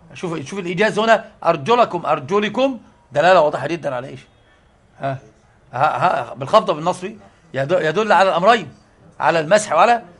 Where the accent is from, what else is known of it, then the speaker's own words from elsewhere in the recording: Egypt; قراءه حفص طبعا عندنا في مصر